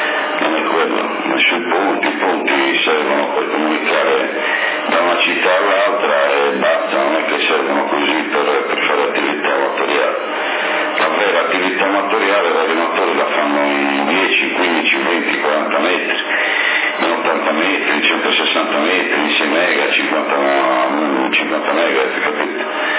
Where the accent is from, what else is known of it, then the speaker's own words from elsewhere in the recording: Sassari, Sardinia, Italy; Io sono di Sassari e appartengo alla sezione di Sassari